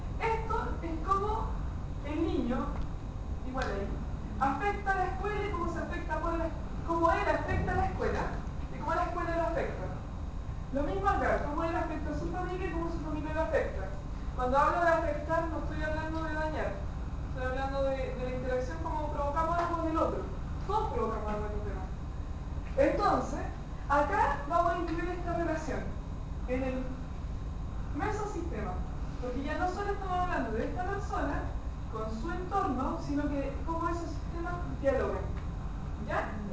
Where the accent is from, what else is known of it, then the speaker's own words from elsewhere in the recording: Chile; Pues la cultura es chilena. Nosotros así como chilenos tenemos, así como culturalmente, tenemos una cultura súper arraigada